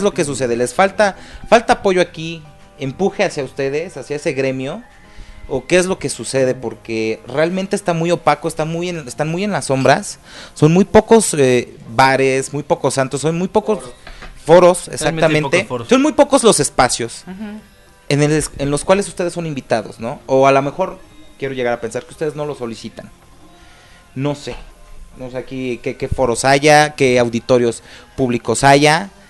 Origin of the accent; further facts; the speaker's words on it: Hidalgo, Mexico; also born or lived in Puebla; Hay muy pocos hidalguenses. Yo soy hidalguense. He viajado, he vivido varios años en el estado de Puebla